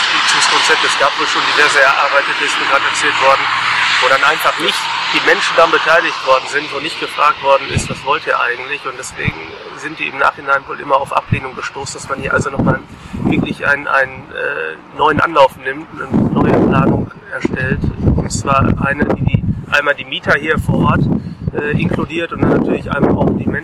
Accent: Hamm, North Rhine-Westphalia, Germany; Und bin aus Hamm, lokal auch aktiv dort natürlich

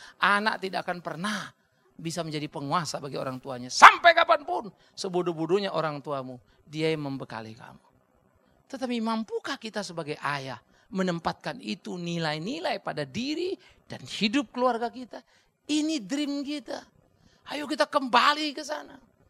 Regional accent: Sumatra, Indonesia; Saya orang dari Sumatera, saudara.

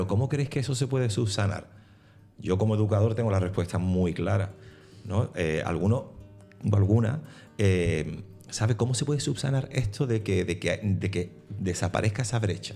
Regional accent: Andalusia, Spain; nosotros como andaluces, como andaluzas, hemos vivido eso todavía mucho más fuerte.

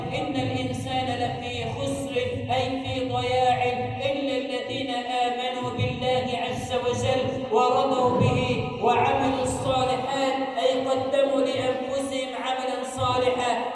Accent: Egypt; أن تجعل بلدنا مصر أمنا أمانا، سخاء رخاء

